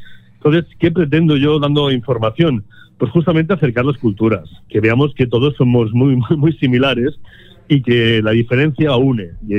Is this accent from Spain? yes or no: yes; Catalonia, Spain; yo como buen catalán, para mí es muy importante un pan con tomate